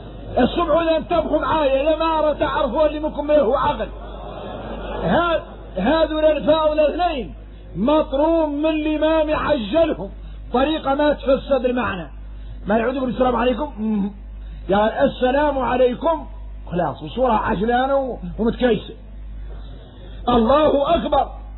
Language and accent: Arabic; Mauritania; وإحنا موريتاني فاصلين في حد يطول